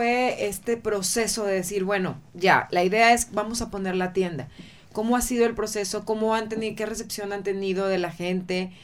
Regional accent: Mexico; Nosotros como mexicanos tenemos un país súper rico en este sentido

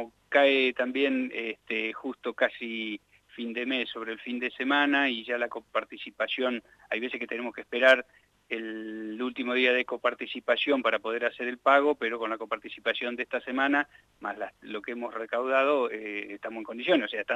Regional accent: Santa Rosa, La Pampa, Argentina; somos todos de Santa Rosa, relaciones de familia

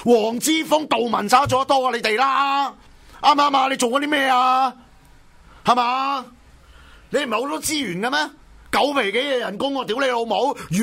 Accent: Hong Kong; 我作為一個香港人，我作為一個普通選民，

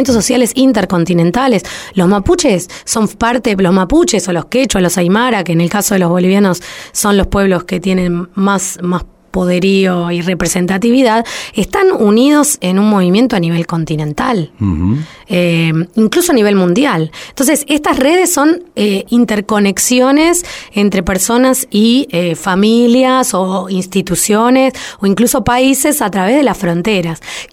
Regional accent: Buenos Aires, Argentina; siempre me presento como una porteña avergonzada, de nuestra soberbia, de nuestra ignorancia, incluso con nuestro propio país.

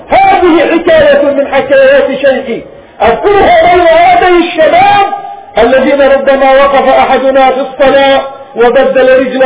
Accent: Palestine; وأن نتنازل عن بلادنا فلسطين

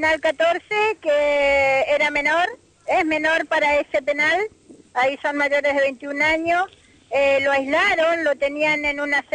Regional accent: Bariloche, Río Negro, Argentina; soy de Bariloche, está mi origen, está mi raíz. El Nahuel Huapi es mi lugar, ¿no?

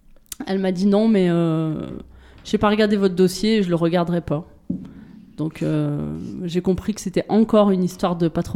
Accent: France; born there; moi, je suis née en France, de parents nés en France

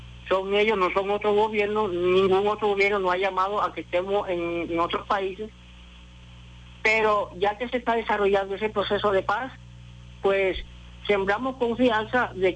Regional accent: Venezuela; igual que como cualquier venezolano tenemos

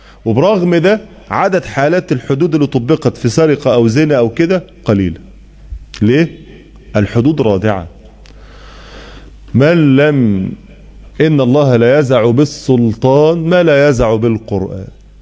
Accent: Egypt; عندنا في مصر

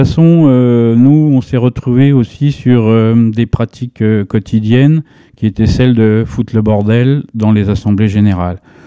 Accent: Villejuif, Île-de-France, France; Banlieue rouge, voilà, pure banlieue rouge. Moi, je venais de Villejuif, d'une mère ouvrière et d'un père immigré italien.

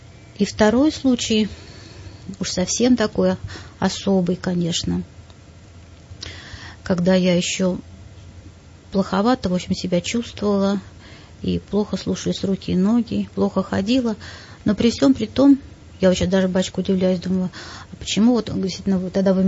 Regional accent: Russia; Мы из России, наш самолет и самолет

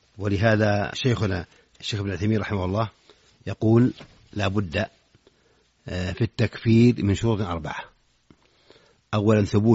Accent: Saudi Arabia; في بلادنا المملكة العربية السعودية

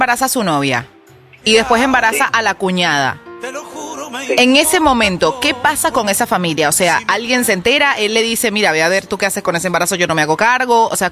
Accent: Venezuela; Ah, no, y en Venezuela, y en mi pueblo.

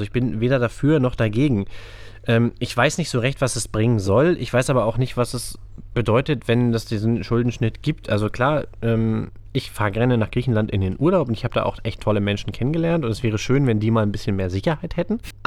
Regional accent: eastern Germany, Germany; Ich komme aus der DDR.

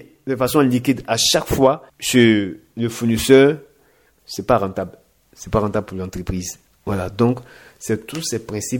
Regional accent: Côte d’Ivoire; en tant qu'Ivoirien, en tant que résident en Côte d'Ivoire

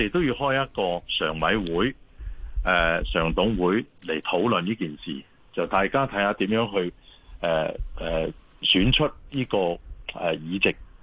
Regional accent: Fujian, China; now in Hong Kong; 咁譬如好似我哋福建人咧喺香港咧

